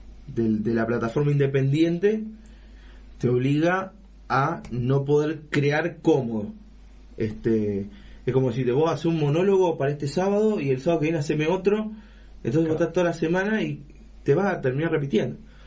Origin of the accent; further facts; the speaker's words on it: San Lorenzo, Santa Fe, Argentina; hay gente que digo, soy de San Lorenzo.